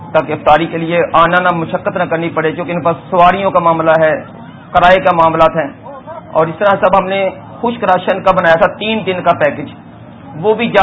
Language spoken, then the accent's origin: Urdu; Lakki Marwat, Khyber Pakhtunkhwa, Pakistan; اس وقت ہم لکی مروت جو ہمارا شہر ہے خیبر کا